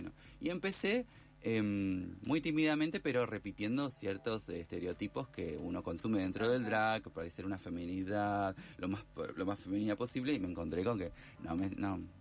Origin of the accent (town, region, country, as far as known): Esperanza, Santa Fe, Argentina; born or raised there; moved away as an adult; now in Buenos Aires, Argentina